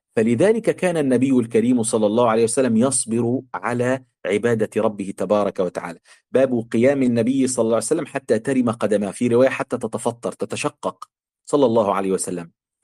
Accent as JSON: {"language": "Arabic", "country": "Egypt", "said": "في كلمة في الطراوة عندنا في مصر يعني ضايع"}